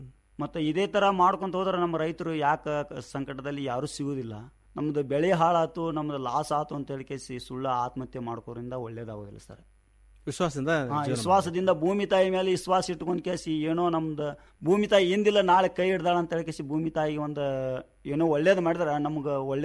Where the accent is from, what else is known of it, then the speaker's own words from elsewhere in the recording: Honnala, Karnataka, India; Honnali sir. ನಾವು ಇರೋದು ಮೂಲತಃ ಇಲ್ಲಿ ಚಿಕ್ಕಸಮ್ಮ ಹತ್ರ ಇರ್ತೀವಿ ಸರ್. ನಮ್ಮ ಜಮೀನು ಅಲ್ಲೇ ಐತಿ.